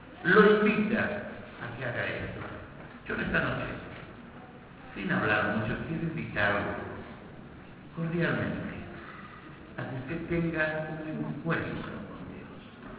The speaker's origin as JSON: {"language": "Spanish", "region": "Buenos Aires", "country": "Argentina", "said": "yo soy de Capital Federal."}